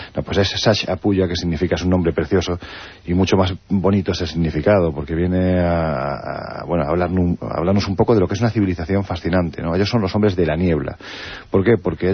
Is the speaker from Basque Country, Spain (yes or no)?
no; Jaén, Andalusia, Spain; me gusta mucho Jaén, que es mi tierra